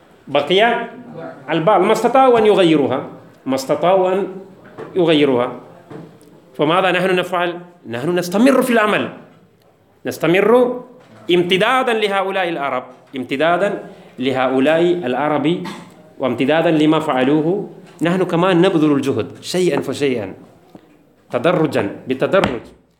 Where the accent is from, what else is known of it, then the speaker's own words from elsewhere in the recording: India; Arabic is a second language; هذا عادة الكفار عندنا في الهند